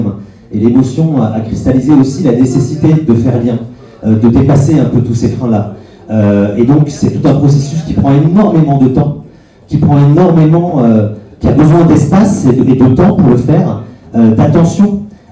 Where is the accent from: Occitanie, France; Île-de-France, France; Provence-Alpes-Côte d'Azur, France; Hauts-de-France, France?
Provence-Alpes-Côte d'Azur, France; Marseille; moi, je suis marseillais et je suis nourri d'une expérience depuis assez longtemps d'un contexte en fait qui est très particulier à Marseille.